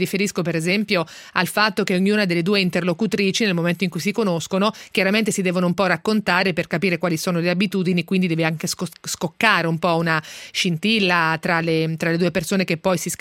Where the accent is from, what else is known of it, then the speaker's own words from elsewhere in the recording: Ancona, Marche, Italy; Allora, io sono anconetana